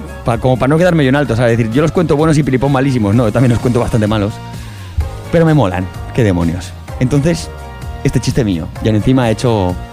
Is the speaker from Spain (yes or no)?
yes; Aragon, Spain; ¿Yo dónde voy a ser, hombre? ¡Maño, madre mía!